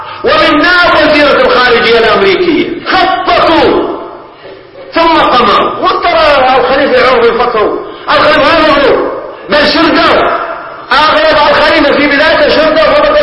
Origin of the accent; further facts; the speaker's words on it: Bahrain; لذلك نحن من البحرين نستمد الصمود